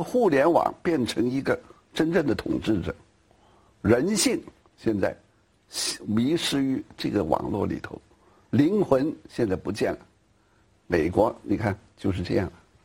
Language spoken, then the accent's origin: Chinese; China; 人文文科，但是很不幸，在我们中国人社会，不报文科，学好数理化